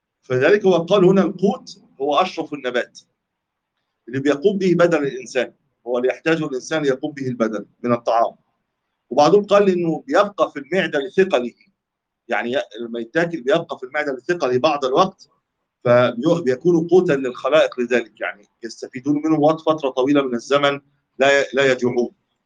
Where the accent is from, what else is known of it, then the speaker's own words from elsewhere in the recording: Egypt; قد لا يكون عندنا في مصر التمر قوت